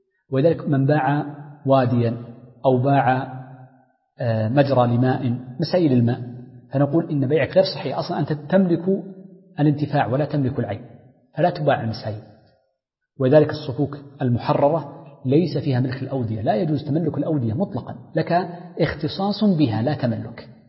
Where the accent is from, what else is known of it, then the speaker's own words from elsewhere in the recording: Hijaz, Saudi Arabia; والتين عندنا في الحجاز مثلا في الطائف